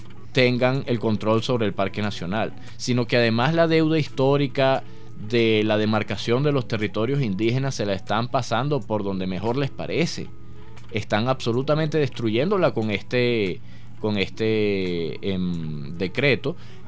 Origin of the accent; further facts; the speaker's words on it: Venezuela; Para empezar, somos venezolanos